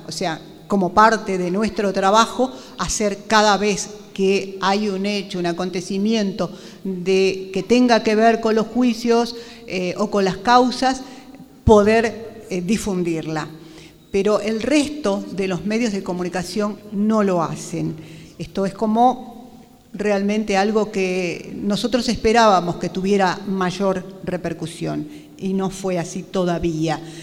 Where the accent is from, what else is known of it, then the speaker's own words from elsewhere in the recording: Jujuy, Argentina; Yo soy de La Puna